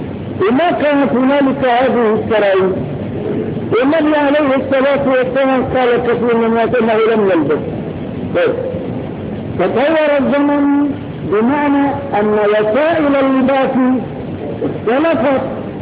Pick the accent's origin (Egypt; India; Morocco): Morocco; وقف عندنا في المغرب